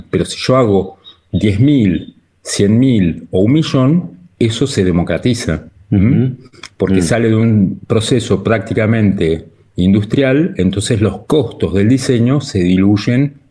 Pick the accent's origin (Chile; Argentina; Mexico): Argentina; born there; also born or lived in Europe; Yo nací en Argentina, en una familia de clase media común y terminé trabajando en lugares que nunca me hubiera imaginado. En Europa, en varios países